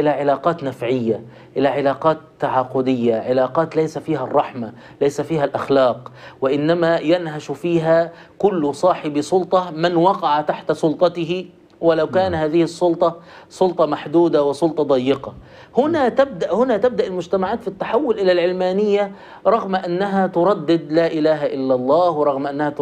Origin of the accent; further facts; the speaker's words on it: Egypt; كلنا نحن مصريون ونشأنا في المجتمع المصري التراحمي